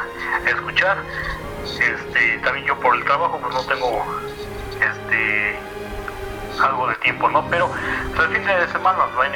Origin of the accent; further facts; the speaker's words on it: State of Mexico, Mexico; Pues estamos aquí, soy del Estado de México